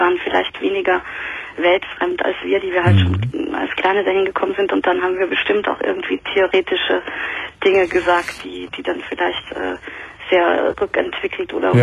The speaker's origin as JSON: {"language": "German", "region": "Vienna", "country": "Austria", "lives_now": "Cologne, Germany", "said": "Ich war Wienerin oder ich bin Wienerin. Ich bin Österreicherin."}